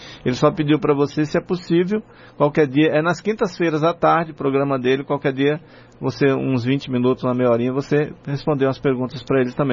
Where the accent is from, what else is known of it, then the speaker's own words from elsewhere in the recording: Northeast Region, Brazil; Então, somos nós, nordestinos, os privilegiados.